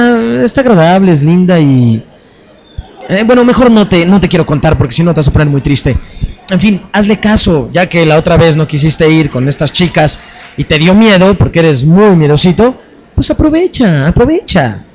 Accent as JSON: {"language": "Spanish", "country": "Mexico", "said": "Se hace la mexicana porque somos el país con más poblado de América Latina, hispanoparlantes, pues."}